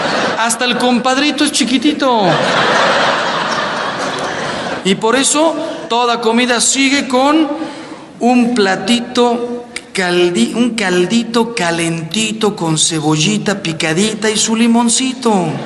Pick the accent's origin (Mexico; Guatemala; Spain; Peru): Mexico; y yo soy mexicano